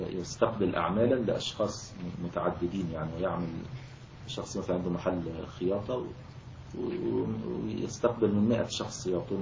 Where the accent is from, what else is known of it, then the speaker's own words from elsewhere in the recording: Egypt; ويعني كان موجود عندنا في مصر الوقت قريب يعني في القرى وكذا